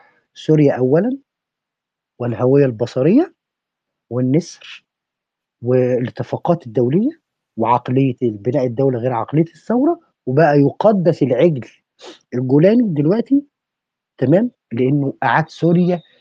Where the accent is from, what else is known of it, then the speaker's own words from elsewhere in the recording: Egypt; انا كمصري بقى انا عرق مصري منحدر من نسل ايه؟ انا منحدر من نسل ايه؟ انا عايز اعرف، يعني انا شخصيا عايز اعرف انا منحدر من نسل ايه؟ انا واحد انا شخصيا امي نوبيه